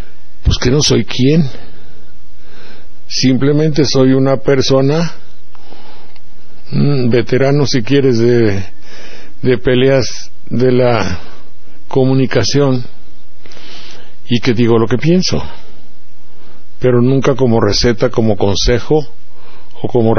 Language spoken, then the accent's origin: Spanish; Banderilla, Veracruz, Mexico; vinieron a Banderilla. O sea, yo tenía la boca abierta, nunca había visto ni sabía todo esto, y al ver en mi pueblo